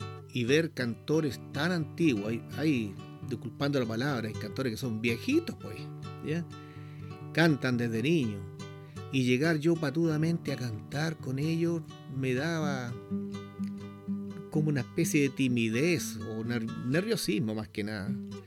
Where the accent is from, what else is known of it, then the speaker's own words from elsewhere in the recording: San Antonio, Valparaíso, Chile; porque me vine hacia el sector del Tabo, la provincia de San Antonio. De hecho, acá nací yo, soy sanantonino. Y bueno, me vine de Santiago hacia acá